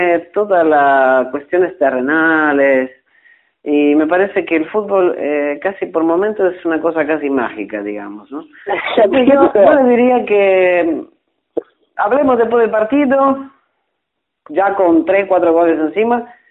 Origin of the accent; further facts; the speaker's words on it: Italy; now in Uruguay; Yo soy, italiano, pero hace muchos años ya que estoy aquí en Uruguay.